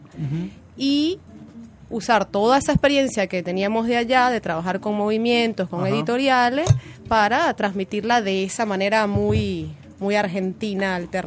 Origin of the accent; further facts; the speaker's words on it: Mérida, Venezuela; now in Caracas, Venezuela; yo soy de Mérida, pero vivo en Caracas, una situación muy común, digamos, casi todos los provincianos terminamos de alguna u otra manera en Caracas.